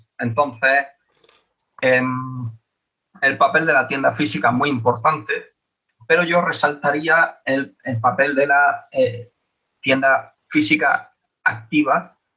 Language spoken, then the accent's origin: Spanish; Granada, Andalusia, Spain; Porque yo, por ejemplo, que soy de Granada, llevo consumiendo este hobby bastantes años